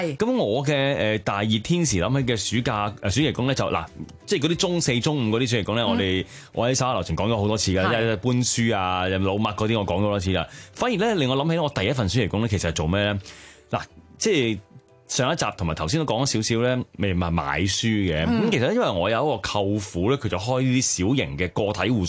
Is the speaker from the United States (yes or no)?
no; China; 咁呢個情況下，我哋中國人啊，梗係